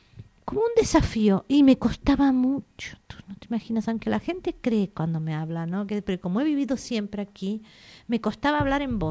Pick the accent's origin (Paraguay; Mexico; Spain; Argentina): Argentina; born there; tengo una enorme influencia italiana y tengo muchas amigas italianas y hablo por parte de padre italiana. Y luego nací en Argentina